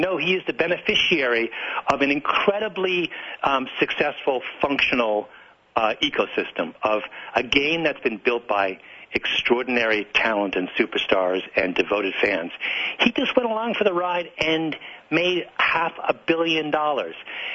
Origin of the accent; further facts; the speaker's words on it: Canada; I'll say what I always say, which is I'm Canadian